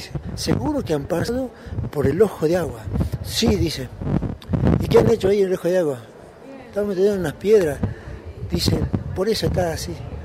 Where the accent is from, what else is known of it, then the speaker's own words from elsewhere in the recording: Jujuy, Argentina; Me acuerdo que cuando yo era chico, aunque yo vengo de la Puna de Jujuy, acá en Tilcara